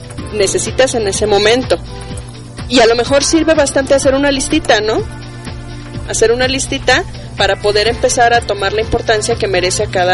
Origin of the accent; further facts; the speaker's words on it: Mexico; Sí, que eso es algo bien característico de nosotros y sobre todo como mexicanos